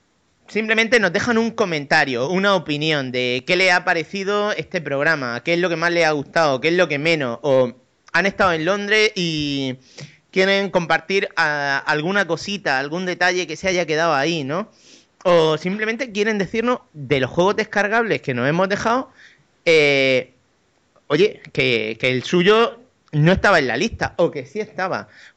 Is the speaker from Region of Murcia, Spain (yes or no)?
yes; Murcia, Region of Murcia, Spain; Sí, soy de Murcia